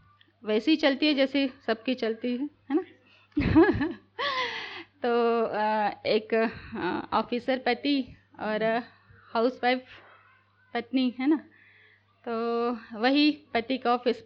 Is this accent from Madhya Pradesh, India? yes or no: yes; Chhindwara, Madhya Pradesh, India; मुझे यहाँ 5 साल हुए और छिंदवाड़ा जिले के रहने वाले हैं।